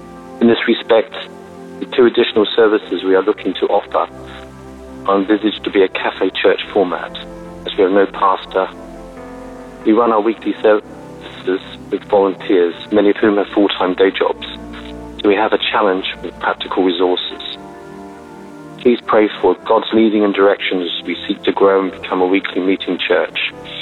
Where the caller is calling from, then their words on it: Toulouse, Occitania, France; from Toulouse in France. I've called in the past